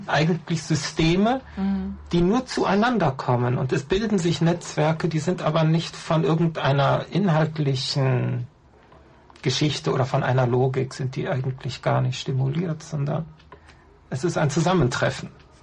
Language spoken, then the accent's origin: German; North Rhine-Westphalia, Germany; Ich komme aus dem Rheinland, so in dieser Gegend Eifel, Nordrhein-Westfalen